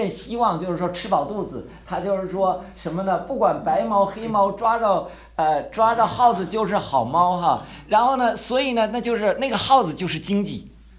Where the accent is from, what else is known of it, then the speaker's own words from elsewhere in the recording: China; 这咱都是中国人哈，咱们在座都是大陆的吧哈，没有台湾的，没有台湾。